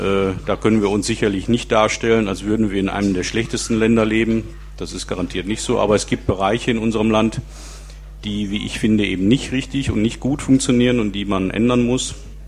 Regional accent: Duisburg, North Rhine-Westphalia, Germany; moved away as an adult; now in Kevelaer, Germany; bin 47 Jahre alt, aufgewachsen in Duisburg, 36 Jahre lang, verheiratet, drei Kinder, lebe seit 2005 mit meiner Familie im schönen Kevela am Niederrhein, im Kreis Kleve gelegen.

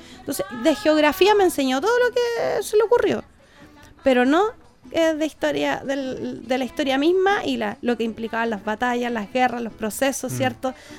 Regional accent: Chile; nosotros como chilenos generalmente tomamos las cosas de todos lados

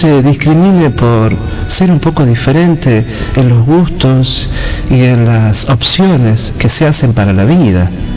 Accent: La Rioja, Argentina; porque con los años volví a mi país, volví a mi tierra, a esta Rioja que amo y a veces odio también

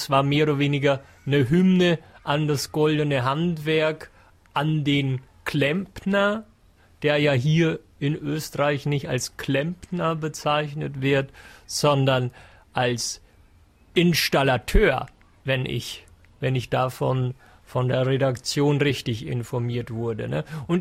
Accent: Germany; Es ist jemand, der kommt noch von viel, viel weiter weg, als es Deutschland meine Heimat ist.

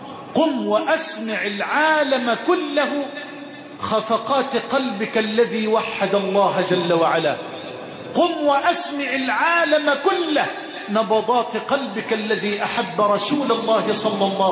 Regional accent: Egypt; اللهم اجعل بلدنا مصر واحة للأمن والأمان

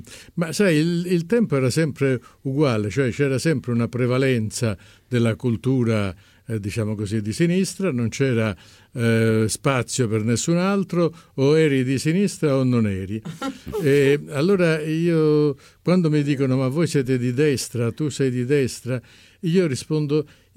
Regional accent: Calabria, Italy; Sì, sono anche calabrese.

